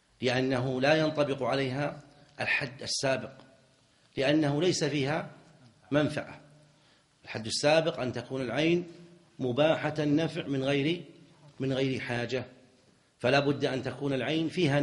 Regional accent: Najd, Saudi Arabia; لكنهم سابقا وعندنا في نجد كانوا إذا أرادوا أن يبيعوا المصحف

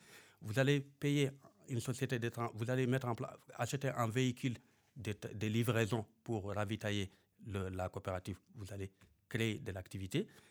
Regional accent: Guidimaka, Mauritania; moi, je suis de Guidimara

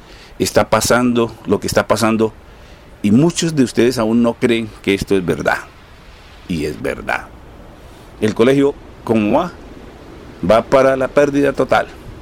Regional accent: Cáqueza, Cundinamarca, Colombia; pero en especial los de Caquesa, mi tierra natal

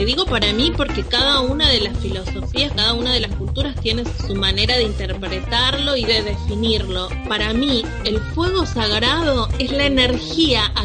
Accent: Paraná, Entre Ríos, Argentina; soy de Madre Tierra, soy de Paraná Entre Ríos

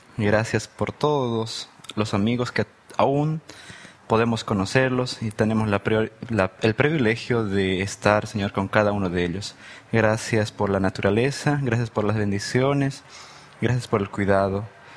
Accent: La Paz, Bolivia; soy de Bolivia, de la ciudad de La Paz

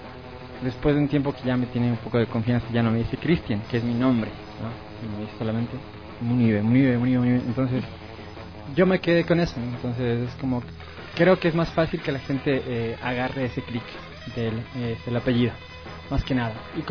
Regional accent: Cuenca, Azuay, Ecuador; born there; Yo nací en Cuenca hace muchos años

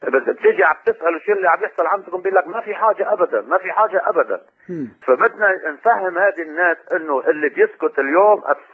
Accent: Tripoli, North Governorate, Lebanon; نفس مجزرة حما حصلت عندنا في طرابلس

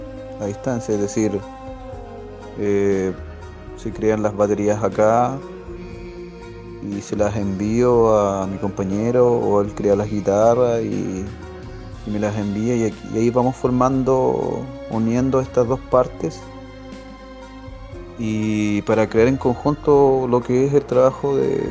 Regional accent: Cañete, Biobío, Chile; yo soy de acá de Cañete y mi compañero es de Valdivia.

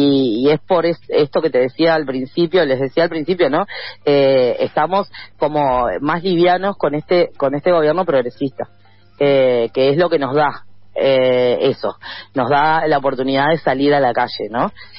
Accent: Argentina; nosotros somos, en Argentina nos hacen montones de jodas con que somos lentos, hablamos lento, lo cual es cierto

